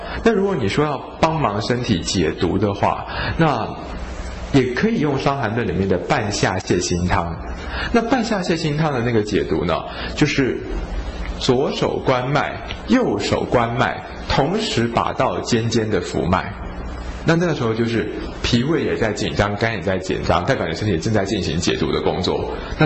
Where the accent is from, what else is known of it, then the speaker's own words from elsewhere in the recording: China; 那我们中国人都说啊，香味香味，这个香者气之正也